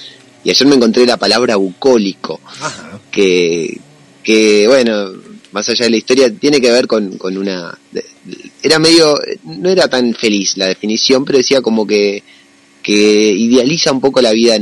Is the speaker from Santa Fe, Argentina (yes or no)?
no; San Marcos Sierras, Córdoba, Argentina; Yo nací a la vera del Paraná, pero me crié acá en San Marcos Sierras. Llegué hace 41 años, cuando tenía uno nomás. Así que tuve una crianza serrana.